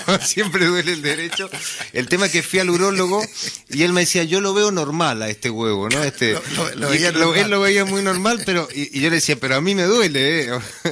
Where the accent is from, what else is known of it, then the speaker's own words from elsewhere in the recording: Mendoza, Argentina; also born or lived in San Juan; yo nací en San Juan, espero que no lo escuche ningún mendocino esto, porque no vuelvo nunca más, pero a los 3 años me llevaron a Mendoza y digamos que toda mi infancia fue ahí, digamos, en Mendoza.